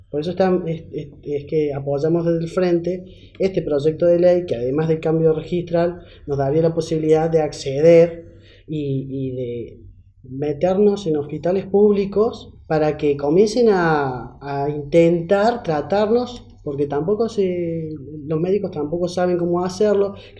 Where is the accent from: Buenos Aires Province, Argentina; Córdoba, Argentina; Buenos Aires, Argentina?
Córdoba, Argentina; de presentarlo en Córdoba, porque, bueno, yo soy cordobés y seguramente en varias provincias de Argentina